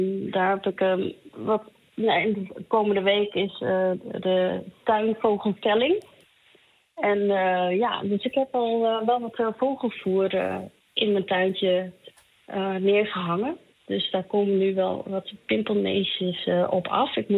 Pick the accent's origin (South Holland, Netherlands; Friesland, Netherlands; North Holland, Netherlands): Friesland, Netherlands; Ik ben in Friesland opgegroeid en vlakbij Lauwersoog.